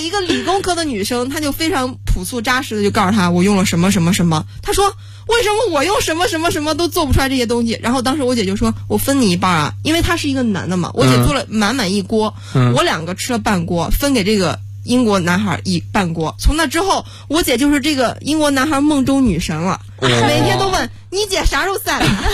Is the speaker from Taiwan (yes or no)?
no; China; 因为我当时刚去英国刚读书的时候，我住的是学校的这种公寓宿舍，然后我们那宿舍里面全是外国人，就我一个中国人。